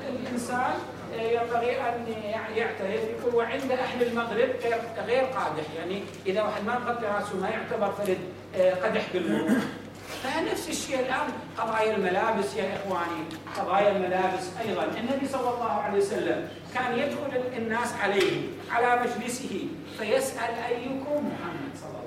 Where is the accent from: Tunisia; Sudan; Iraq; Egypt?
Iraq; Mosul, Nineveh; حتى نحن الآن عندنا في الموصل